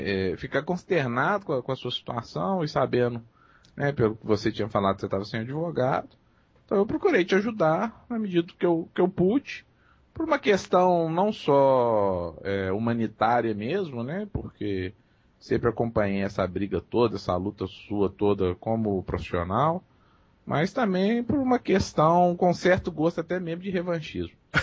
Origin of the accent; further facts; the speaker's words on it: Belo Horizonte, Minas Gerais, Brazil; Eu sou de Minas. Eu sou aqui de Belo Horizonte.